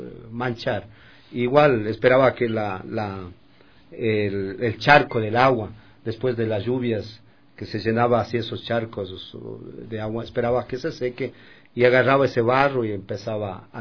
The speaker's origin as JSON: {"language": "Spanish", "town": "Coyacoto", "region": "Pichincha", "country": "Ecuador", "tie": "born or raised there", "said": "yo soy originario de Coyacoto, es un pueblo que está cerca de Quito. Bueno, es un sitio donde nací, es un pueblo donde los pueblos quitucaras se asentaron en este sitio."}